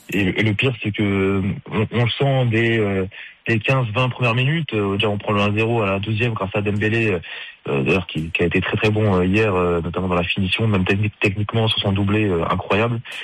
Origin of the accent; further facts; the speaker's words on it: France; C'est tout le mal qu'on peut leur souhaiter en tant que Français quand même.